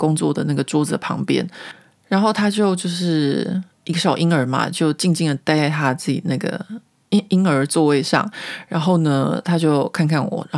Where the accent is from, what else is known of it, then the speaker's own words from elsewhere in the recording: Taiwan; 因为我以前自己小时候在台湾念书的时候，我是念那个卫理女中